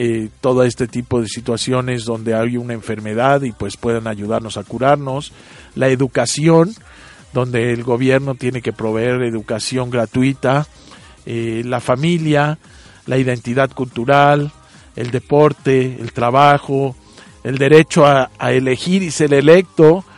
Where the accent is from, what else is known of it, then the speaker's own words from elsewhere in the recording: Mexico; la forma en que debemos comportarnos nosotros como mexicanos, todos estos ciudadanos mexicanos, todos los que vivimos aquí.